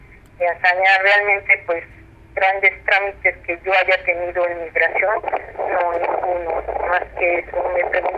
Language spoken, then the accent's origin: Spanish; Mexico City, Mexico; Nosotros somos del centro del DF